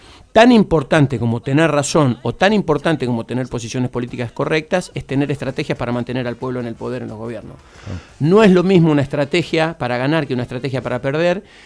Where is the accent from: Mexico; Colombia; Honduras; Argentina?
Argentina; Santa Fe; Yo soy de Santa Fe